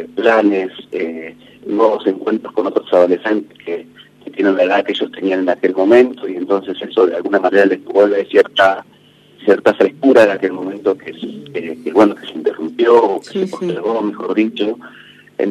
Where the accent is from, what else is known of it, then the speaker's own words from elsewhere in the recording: Carmen de Patagones, Buenos Aires Province, Argentina; los 3 somos oriundos de Rodrigo de Viedma y Pablo y yo de Patagones.